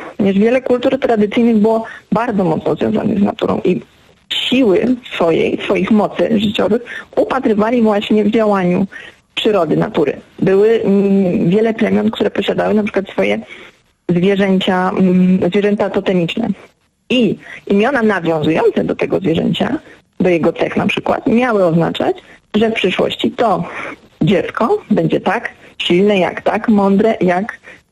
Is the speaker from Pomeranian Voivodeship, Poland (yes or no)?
yes; Gdańsk, Pomeranian Voivodeship, Poland; ja jestem z Gdańska i jestem z tym miastem bardzo związana.